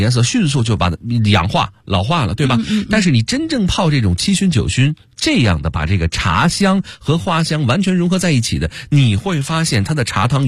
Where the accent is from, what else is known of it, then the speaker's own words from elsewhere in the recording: Beijing, China; 这个我北京人代表我们北京的这个朋友们